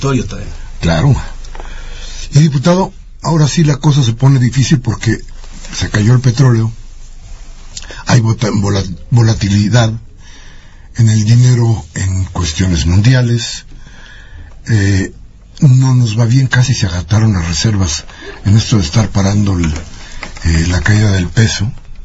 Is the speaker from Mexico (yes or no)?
yes; Mexico; ¿Más de lo que hoy tenemos que pagar como mexicanos?